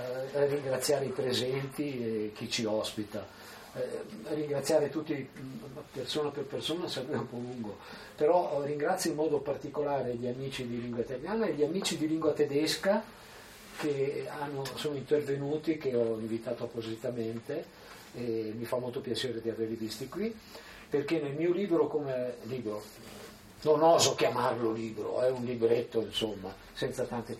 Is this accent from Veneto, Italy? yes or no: yes; Venice, Veneto, Italy; io sono veneziano